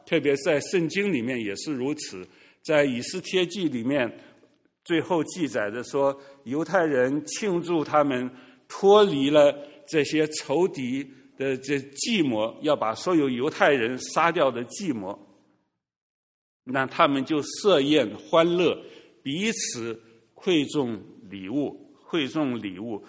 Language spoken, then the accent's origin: Chinese; China; 我们中国人说的礼尚往来，是不是啊？